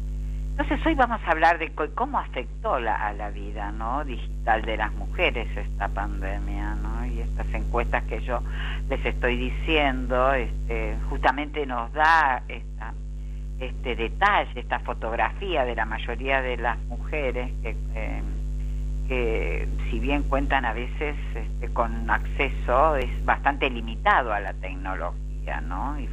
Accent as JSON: {"language": "Spanish", "country": "Argentina", "said": "vamos a ver qué es lo que pasa con la pandemia, tanto en mi país, Argentina, como en el resto del mundo"}